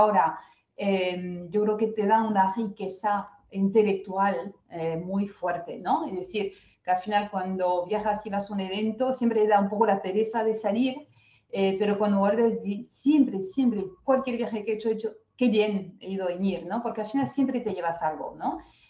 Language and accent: Spanish; France; Spanish is a second language; ¿No lo voy a ser yo que soy francesa?